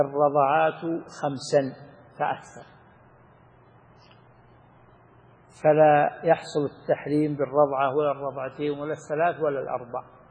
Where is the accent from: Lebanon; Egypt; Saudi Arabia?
Saudi Arabia; ومن أحكام الأيمان والنذور عندنا في السعودية